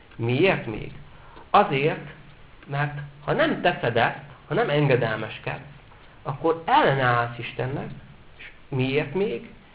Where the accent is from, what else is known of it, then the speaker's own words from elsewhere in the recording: Esztergom, Komárom-Esztergom, Hungary; Én például esztergomi vagyok.